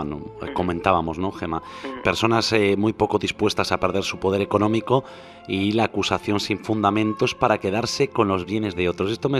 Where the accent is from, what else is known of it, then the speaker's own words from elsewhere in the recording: Galicia, Spain; San Juan a lo largo de los siglos aquí en Galicia. Porque cuando hablamos de brujería, no podemos olvidarnos de mi tierra natal, de esa tierra de la que tanto presumo, como estoy haciendo esta noche, y de la que me siento tan orgulloso.